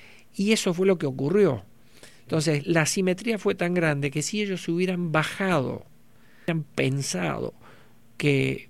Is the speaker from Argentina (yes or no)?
yes; Argentina; nosotros somos argentinos y no dejamos de ser eso